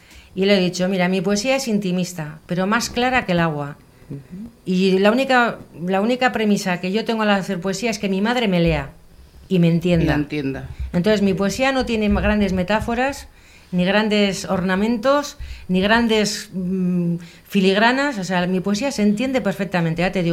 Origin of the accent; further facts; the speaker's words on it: Bilbao, Basque Country, Spain; Yo he estado veraneando toda mi vida allí, me he criado allí, aunque soy de aquí, de Bilbao, pero me he criado allí todos los veranos.